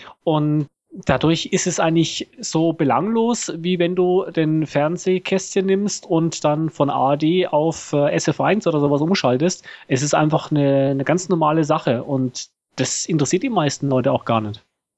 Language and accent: German; Germany; now in Switzerland; ich bin ja Deutscher, der in der Schweiz wohnt und ich darf ja nicht wählen.